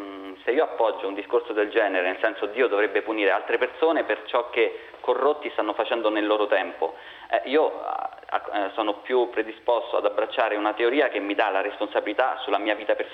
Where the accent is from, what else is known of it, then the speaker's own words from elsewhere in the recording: Rome, Lazio, Italy; now in Lodi, Italy; Anch'io sono di Roma, anche se abito a Lodi. Io sono buddista